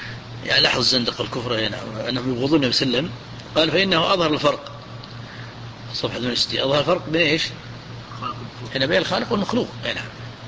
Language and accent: Arabic; Najd, Saudi Arabia; هو حبه في العالم عندنا في نجد